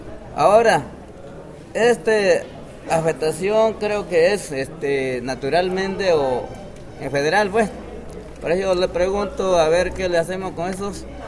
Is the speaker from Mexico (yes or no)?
yes; Citlaltepec, Guerrero, Mexico; Se mencionó hace un rato que yo soy del ejido de Citlaltepec, municipio de Milatono.